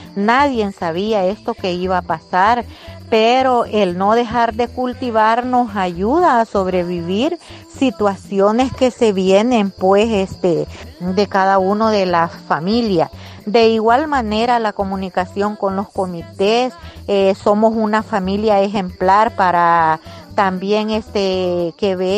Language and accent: Spanish; Izalco, Sonsonate, El Salvador; soy del departamento de Sonsonate y municipio de Izalco.